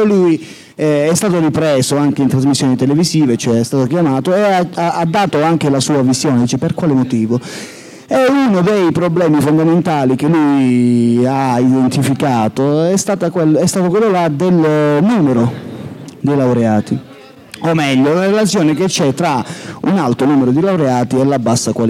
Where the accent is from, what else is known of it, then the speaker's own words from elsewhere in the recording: Santa Severina, Calabria, Italy; Cioè io a Santa Severina, il mio paese, non è che veda più di 500 persone